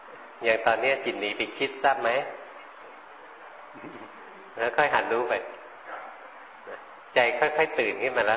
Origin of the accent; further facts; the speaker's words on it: Bangkok, Thailand; หลวงพ่อมาเป็นคนกรุงเทพมาอยู่แถวเนี้ยแถวนี้มีนกประหลาดประหลาดเยอะเลยเราคนกรุงเทพไม่เคยเห็น